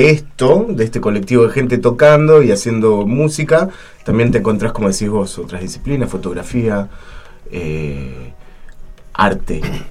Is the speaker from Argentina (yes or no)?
yes; Buenos Aires Province, Argentina; viví tiempo en Capital. Pero soy de Zona Sur, ahora estoy nuevamente en Zona